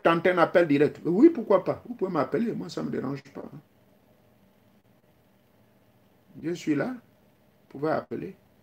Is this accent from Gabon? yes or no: yes; Gabon; Chez nous, au Gabon, on m'a appris